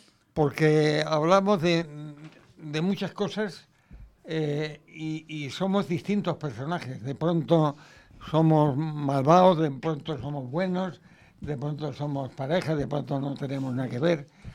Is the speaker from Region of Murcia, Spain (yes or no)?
no; Cáceres, Extremadura, Spain; now in Madrid, Spain; cuando yo soy de Cáceres, estaba allí y quería hacer teatro, pero no se me ocurría porque sabía que mi padre no querría. Hasta que no vine a Madrid